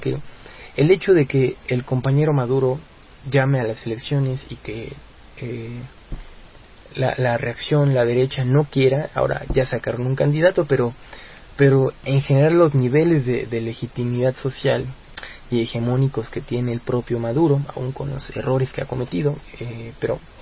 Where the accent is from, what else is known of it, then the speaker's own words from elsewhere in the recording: Mexico; a nosotros como mexicanos nos demuestra el sendero